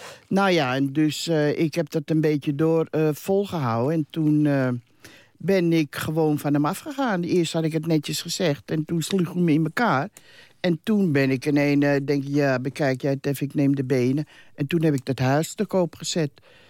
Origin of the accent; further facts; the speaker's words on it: Amsterdam, North Holland, Netherlands; Ik ben een Amsterdamse. Zat ik in die christelijk dorp.